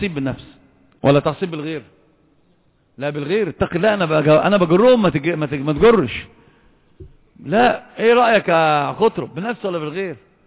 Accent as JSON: {"language": "Arabic", "country": "Egypt", "said": "عندنا في مصر يقولون مثلا عظيما"}